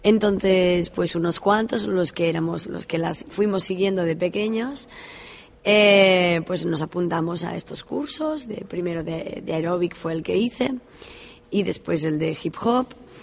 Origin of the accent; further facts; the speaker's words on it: Girona, Catalonia, Spain; De Girona.